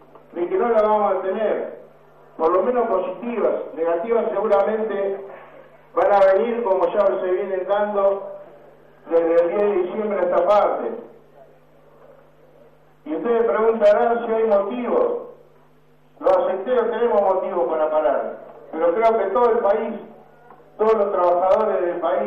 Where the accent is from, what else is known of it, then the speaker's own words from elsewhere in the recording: Santa Fe, Argentina; vengo de una provincia de Santa Fe, en donde se pierden 2.000 puestos de trabajo privados por mes desde el 1 de enero de este año